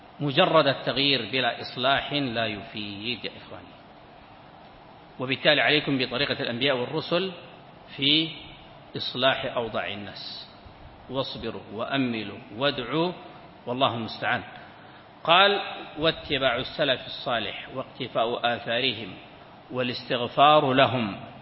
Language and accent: Arabic; Sudan; كان عندنا في السودان